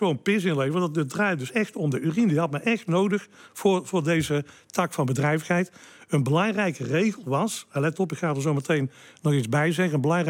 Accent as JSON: {"language": "Dutch", "town": "Hilvarenbeek", "region": "North Brabant", "country": "Netherlands", "tie": "born there", "said": "Dat ben ik geworden, want ik ben geboren in Ilvarenbeek."}